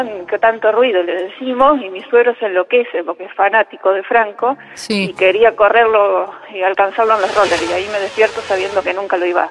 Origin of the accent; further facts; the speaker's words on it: Tres Arroyos, Buenos Aires Province, Argentina; De Tres Arroyos.